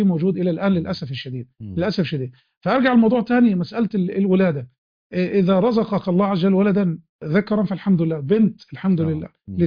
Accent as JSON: {"language": "Arabic", "country": "Egypt", "said": "خاصه مثلا عندنا في مصر في بعض الريف الصعيد"}